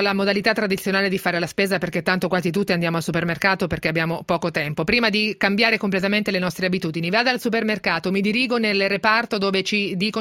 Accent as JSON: {"language": "Italian", "region": "Marche", "country": "Italy", "said": "Io sono marchigiana"}